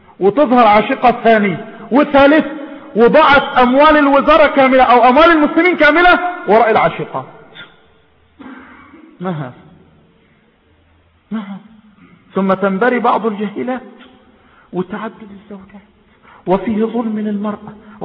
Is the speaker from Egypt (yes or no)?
yes; Egypt; وهنا عندنا في مصر ماذا يقال؟